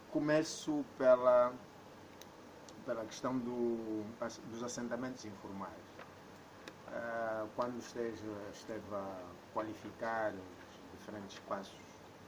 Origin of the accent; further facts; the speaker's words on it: Angola; como angolano que sou, pelo menos até agora ninguém me disse o contrário